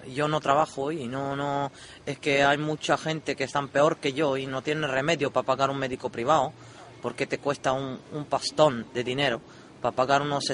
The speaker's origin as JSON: {"language": "Spanish", "country": "Czechia", "lives_now": "Canary Islands, Spain", "said": "Yo soy de República Checa."}